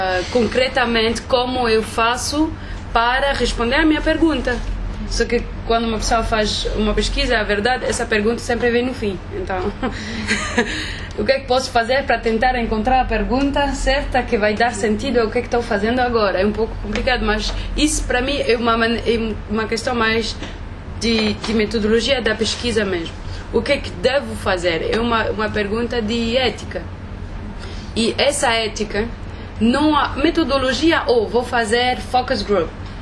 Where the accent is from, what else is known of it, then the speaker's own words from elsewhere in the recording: France; eu sou francesa, fiz o doutoramento na África do Sul.